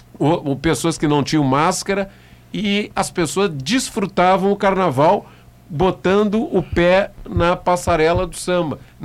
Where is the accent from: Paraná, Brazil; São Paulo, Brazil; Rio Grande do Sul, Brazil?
Rio Grande do Sul, Brazil; Pelotas; O carnaval que eu vi aqui na minha infância em Pelotas